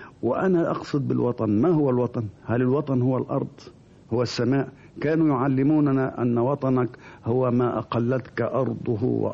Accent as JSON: {"language": "Arabic", "town": "Damietta", "region": "Damietta Governorate", "country": "Egypt", "said": "قالوا منين البلد؟ أنا قلت دمياطي"}